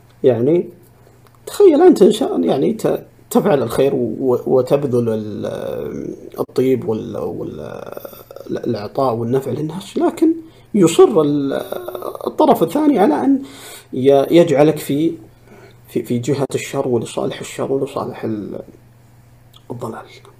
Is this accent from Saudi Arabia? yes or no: yes; Saudi Arabia; لكن حنا كسعوديين نعترف بها بكل الإنجازات وبكل المكاسب